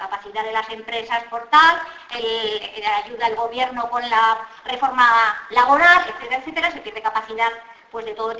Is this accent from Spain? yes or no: yes; Spain; yo creo que los españoles tampoco nos merecemos. Porque somos la vergüenza de Europa.